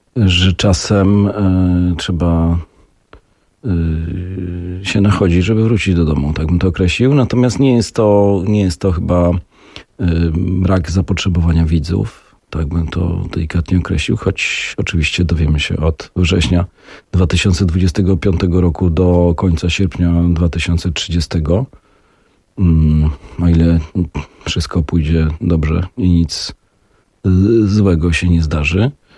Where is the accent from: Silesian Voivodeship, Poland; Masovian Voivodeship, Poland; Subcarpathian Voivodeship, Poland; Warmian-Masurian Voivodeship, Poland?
Masovian Voivodeship, Poland; Warsaw; Ja nie jestem warszawianinem, jestem warszawiakiem.